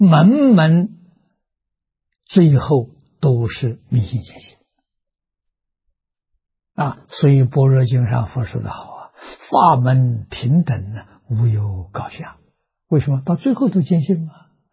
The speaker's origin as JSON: {"language": "Chinese", "country": "China", "said": "所以这两个我们中国人合起来叫成见。"}